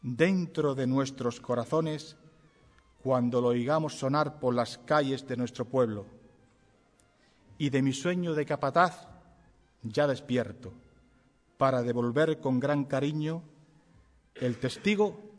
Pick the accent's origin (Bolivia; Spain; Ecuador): Spain; Ubrique, Andalusia; este humilde ubriqueño, penitente y cofradiero